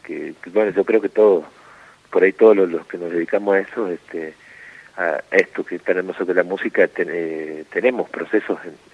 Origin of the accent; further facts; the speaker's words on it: Villa La Trinidad, Tucumán, Argentina; Y yo nací en Tucumán, capital, sí. Criado en un pueblo del sur llamado Villa La Trinidad, uh-huh. Que está como a casi 100 kilómetros de Tucumán, un pueblo cañero.